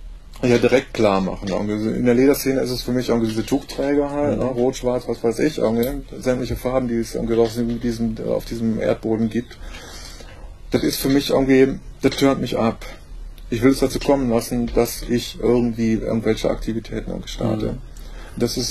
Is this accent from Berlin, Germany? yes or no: yes; Berlin, Germany; Ja, ich komme aus Berlin.